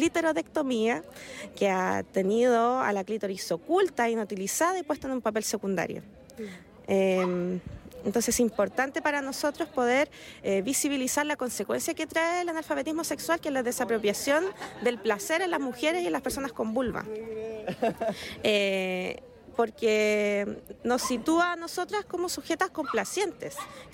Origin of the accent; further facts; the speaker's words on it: Iquique, Tarapacá, Chile; también tenemos una librería feminista que se llama Púrpura Despertar, que somos de Iquique